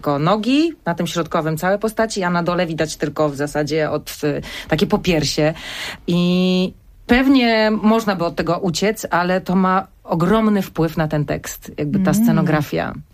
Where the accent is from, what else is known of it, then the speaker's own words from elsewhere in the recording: Silesian Voivodeship, Poland; jestem Ślązaczką